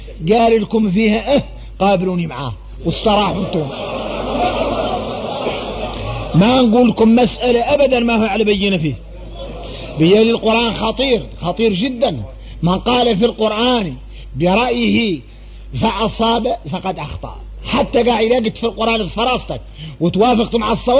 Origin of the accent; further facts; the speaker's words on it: Mauritania; احنا موريتاني